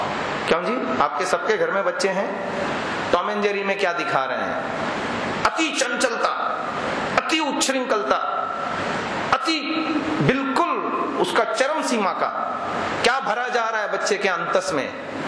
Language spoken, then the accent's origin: Hindi; Mumbai, Maharashtra, India; मैं बॉम्बे जैसे सिटी में पला, हमारे नगर में, मैं जहां इस परिवेश में रहता था वहां 30-40 घरों में एकाध घर में टीवी हुआ करती थी।